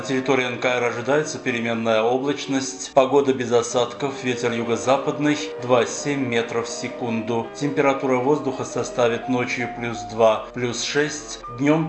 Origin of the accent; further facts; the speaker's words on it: Armenia; Мы, армяне, говорим «нет» российскому религиозному и абсолютно диктаторскому режиму